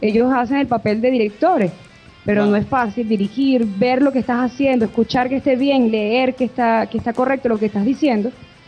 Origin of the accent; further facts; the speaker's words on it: Venezuela; nosotros como venezolanos aquí en los estudios de doblaje